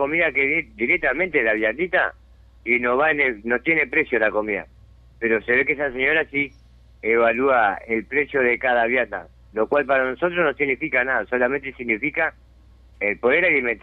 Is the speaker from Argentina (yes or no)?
no; Montevideo, Uruguay; Yo hace 6 años que vivo acá. Pero los 6 años que vivo acá, pues yo soy nacido y criado en Montevideo.